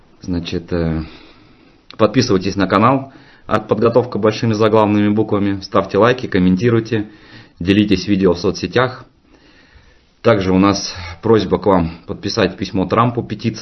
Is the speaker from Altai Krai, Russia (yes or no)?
yes; Altai Krai, Russia; Я вот как житель, как уроженец, да, как говорят, Алтайского края, у меня есть соседний регион, Кемеровская область.